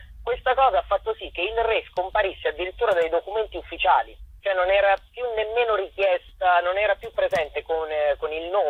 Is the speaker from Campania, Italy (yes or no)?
no; Chieti, Abruzzo, Italy; per un altro spettacolo incentrato sulla storia della mia città natale di Chieti